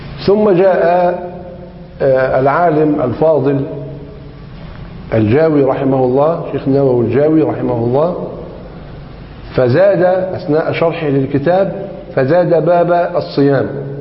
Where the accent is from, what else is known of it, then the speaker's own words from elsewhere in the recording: Egypt; لذلك هو مذهب غالب في بلدنا مصر